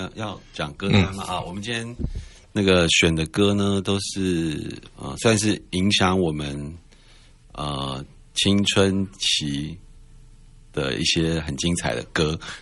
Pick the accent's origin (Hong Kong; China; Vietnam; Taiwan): Taiwan; Shoufeng, Hualien County; 我们好像是我们有一段时间我们是花莲人